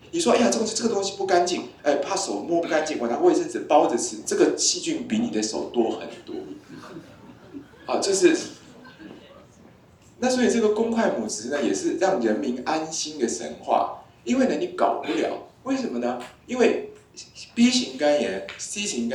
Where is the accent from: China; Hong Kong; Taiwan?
Taiwan; 就我们台湾人很喜欢戴口罩